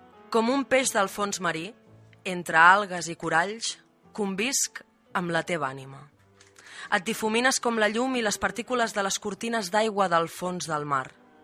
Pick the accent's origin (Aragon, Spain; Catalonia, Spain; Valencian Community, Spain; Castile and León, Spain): Catalonia, Spain; Palamós; now in Sant Vicenç dels Horts, Spain; yo vivo en San Vicenç dels Horts, pero no hemos dicho que soy de Palamós.